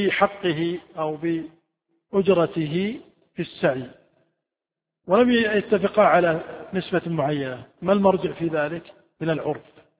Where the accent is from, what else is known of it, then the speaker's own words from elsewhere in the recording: Saudi Arabia; عندنا في السعودية الدار البيت، في الكويت الدار الغرفة